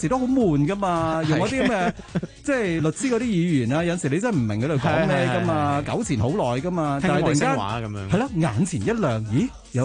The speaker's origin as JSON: {"language": "Cantonese", "region": "Guangdong", "country": "China", "said": "但系我哋作为广东人，觉得即系广东话咧有只即系，其实系。好 dynamic 嘅一個語言嚟"}